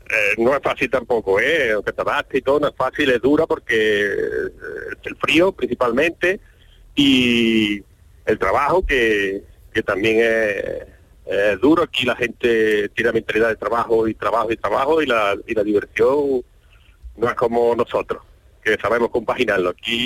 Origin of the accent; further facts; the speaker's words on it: Córdoba, Andalusia, Spain; now in Switzerland; Yo soy cordobés, de un barrio muy bonito, del barrio de la Judería.